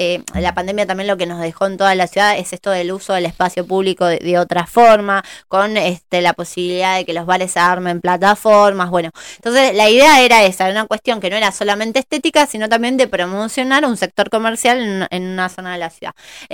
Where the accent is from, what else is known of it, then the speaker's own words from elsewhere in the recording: Argentina; de la maduración que vamos teniendo como argentinos